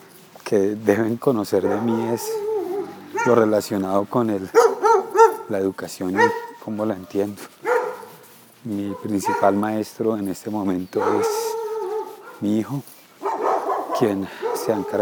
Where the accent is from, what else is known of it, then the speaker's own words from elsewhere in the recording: Bogotá, Colombia; Soy bogotano, la capital de Colombia